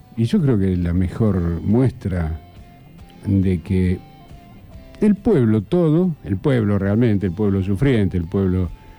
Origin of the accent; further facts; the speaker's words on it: Santa Fe, Argentina; No, yo soy santafesino, pero de todas maneras estaba acá.